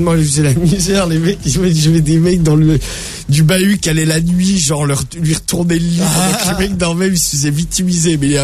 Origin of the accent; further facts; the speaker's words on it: Nouvelle-Aquitaine, France; Je suis de la Creuse. J'ai 25 ans